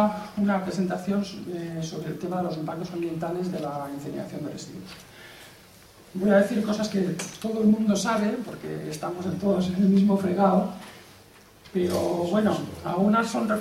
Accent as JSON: {"language": "Spanish", "region": "Valencian Community", "country": "Spain", "said": "Venimos del País Valenciano, un país cercano"}